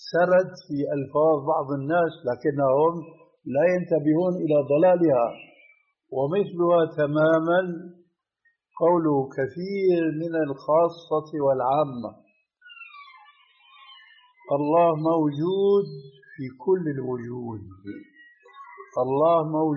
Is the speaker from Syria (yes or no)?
yes; Syria